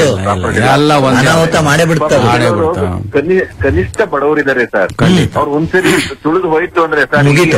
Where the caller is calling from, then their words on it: Alur, Karnataka, India; ಹಾಸನ ಜಿಲ್ಲೆ ಆಲೂರು ತಾಲೂಕಿಂದ ಮಾತಾಡೋದು.